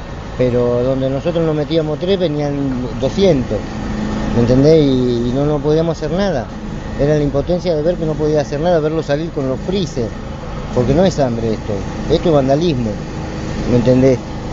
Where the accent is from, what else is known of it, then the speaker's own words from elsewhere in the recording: Argentina; Y yo no soy chino, yo soy argentino.